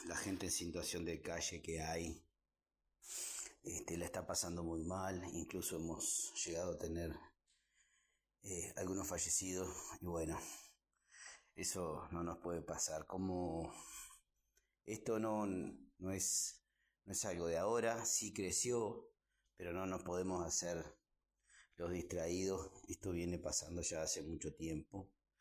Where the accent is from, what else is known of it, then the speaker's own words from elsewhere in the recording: Uruguay; la verdad nos viene como uruguayos, y con un poquito de sensibilidad nos tiene que por lo menos conmover un poco